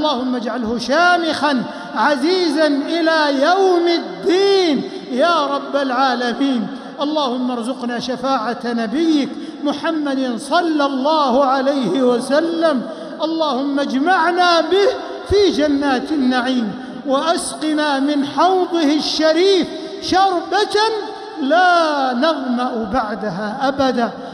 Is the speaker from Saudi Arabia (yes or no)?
yes; Saudi Arabia; اللهم احفظ بلادنا المملكة العربية السعودية من كل سوء ومكروه